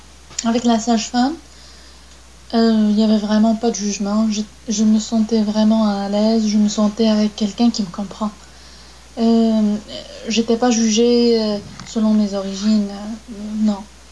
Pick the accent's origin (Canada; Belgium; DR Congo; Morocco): Morocco; French is a second language; now in France; C'est presque chez nous au Maroc, il n'y a pas d'accouchement sans la présence de la mère.